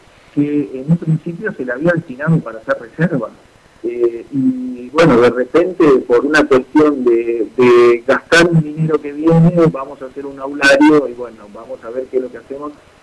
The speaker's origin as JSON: {"language": "Spanish", "region": "Santa Fe", "country": "Argentina", "said": "decimos que somos santafesinos y que tenemos los ríos y demás"}